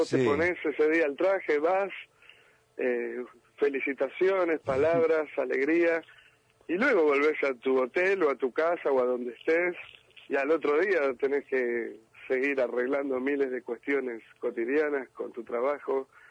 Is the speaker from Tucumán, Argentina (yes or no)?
no; Buenos Aires, Argentina; Yo soy de La Boca.